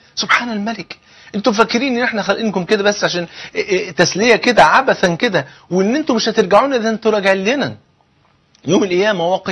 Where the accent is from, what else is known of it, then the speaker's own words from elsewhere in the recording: Egypt; تعرفين الفول عندنا في مصر هنا فرض عين